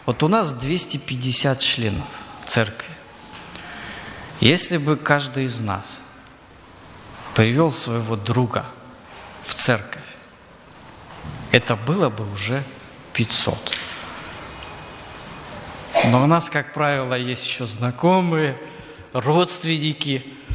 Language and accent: Russian; Crimea, Ukraine; вот у нас, где я вырос, в Крыму, очень жарко.